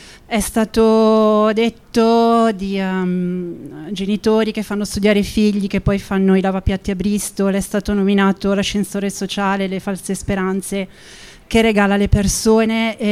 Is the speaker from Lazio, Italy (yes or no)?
no; Alessandria, Piedmont, Italy; vengo da Alessandria, un territorio martoriato non solo per l'amianto ma anche per i PFAS.